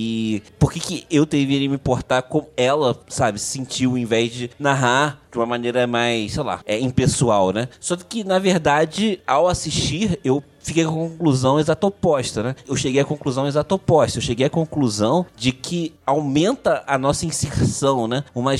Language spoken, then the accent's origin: Portuguese; Rio de Janeiro, Brazil; now in Niterói, Brazil; Eu sou do Rio de Janeiro, moro em Niterói, uma cidade do lado do Rio de Janeiro, mas apesar de ter uma cidade de ter pouco menos de 500 mil habitantes, ela tem um comportamento de cidade grande, né?